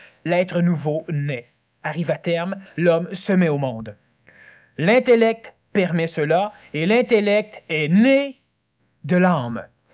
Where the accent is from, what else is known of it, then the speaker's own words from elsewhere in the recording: Quebec, Canada; Je suis né Québécois parce que c'est une terre privilégiée.